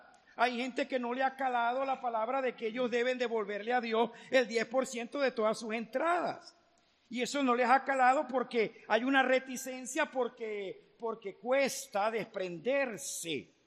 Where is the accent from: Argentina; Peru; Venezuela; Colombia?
Venezuela; Como venezolanos nos sobra todo de todo